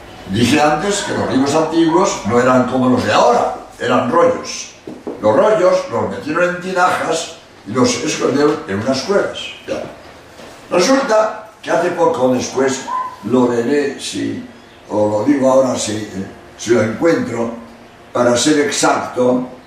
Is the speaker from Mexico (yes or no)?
no; Barcelona, Catalonia, Spain; pero los dos somos de Barcelona, de verdad que somos jesuitas catalanes los dos, pero con apellido inglés.